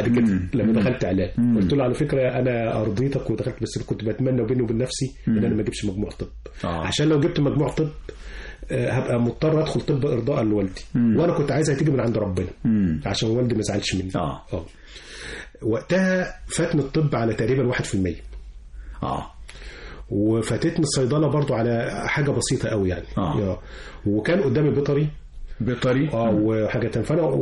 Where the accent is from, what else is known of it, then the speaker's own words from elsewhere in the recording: Asyut, Asyut Governorate, Egypt; وأنا من أسيوط.